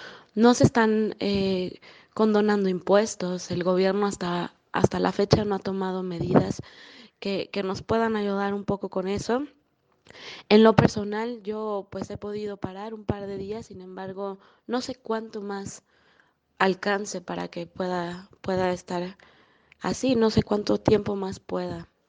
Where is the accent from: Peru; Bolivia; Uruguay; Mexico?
Mexico; now in Querétaro, Mexico; Yo soy de México. Vivo en una ciudad muy pequeña, relativamente pequeña, llamada Querétaro, muy cerca de la Ciudad de México.